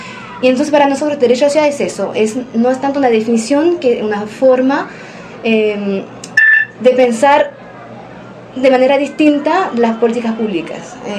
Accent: Paris, Île-de-France, France; yo estoy trabajando durante 6 años para esos barrios populares del norte de París, de donde vengo

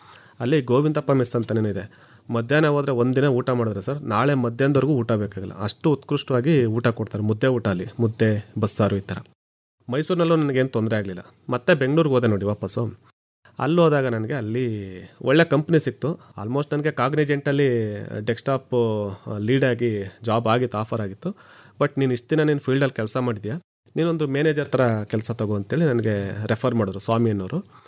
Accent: Dodda Bhuvalli, Karnataka, India; ನಮ್ಮೂರು ಸರ್. ಹೌದು.

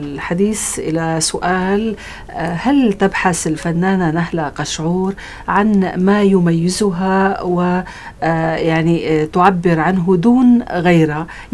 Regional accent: Syria; خاصة بلدنا سوريا اللي هي غنية فعلا بالأوابد الأثرية وبحضارتها وبالمناظر الجميلة.

